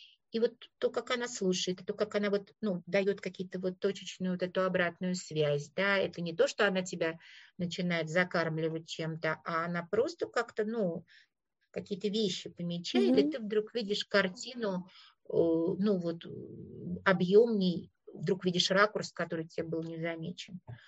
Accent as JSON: {"language": "Russian", "region": "Moscow", "country": "Russia", "said": "я говорила, я из Москвы"}